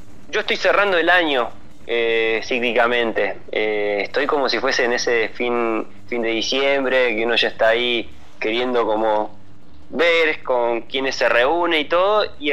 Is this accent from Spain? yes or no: no; Patagonia, Argentina; Yo soy patagónico, así que me resonó encontrarme con esta letra.